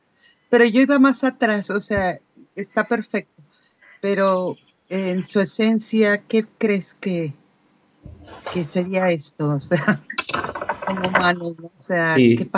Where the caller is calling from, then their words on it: Mexico; aquí de México. Me encanta.